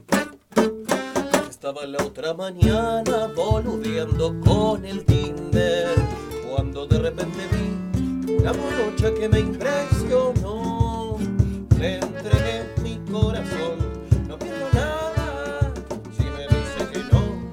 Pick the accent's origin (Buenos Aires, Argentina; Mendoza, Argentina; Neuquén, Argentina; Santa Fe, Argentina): Buenos Aires, Argentina; Somos de Buenos Aires, estamos paseando acá por la sierra y sobre todo tocando.